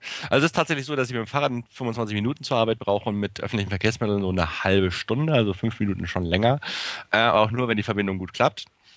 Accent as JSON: {"language": "German", "region": "Hamburg", "country": "Germany", "tie": "born or raised there", "said": "Ich bin bislang immer nur in Hamburg aufgewachsen."}